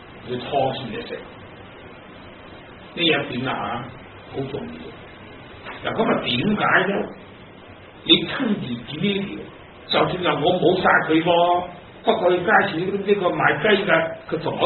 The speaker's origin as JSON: {"language": "Cantonese", "country": "China", "said": "嗱，反觀我哋自己中國人，有幾多個頭咁高？"}